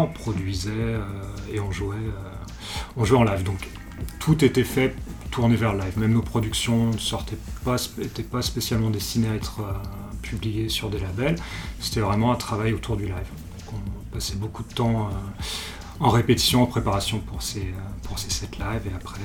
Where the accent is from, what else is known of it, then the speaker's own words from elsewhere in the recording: Lyon, Auvergne-Rhône-Alpes, France; Je suis originaire de Lyon, j'ai grandi ici.